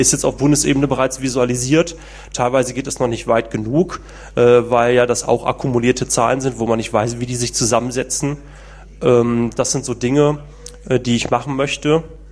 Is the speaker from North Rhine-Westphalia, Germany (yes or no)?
yes; Essen, North Rhine-Westphalia, Germany; also born or lived in Langenberg; Bin aufgewachsen in Essen